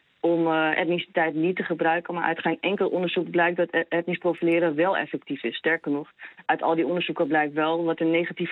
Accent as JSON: {"language": "Dutch", "country": "Netherlands", "said": "En ik vind ook echt dat we als Nederlanders van onze overheid mogen verwachten dat er niet gediscrimineerd wordt."}